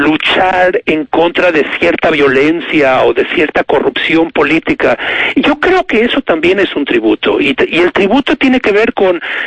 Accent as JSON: {"language": "Spanish", "country": "Mexico", "said": "Cuando alguien como yo, un mexicano, la lee como una especie de Biblia latinoamericana"}